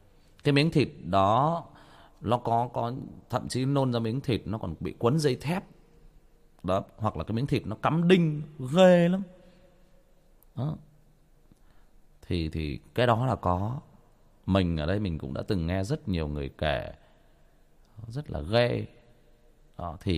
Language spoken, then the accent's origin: Vietnamese; Trà Vinh, Vietnam; Quê tôi Trà Vinh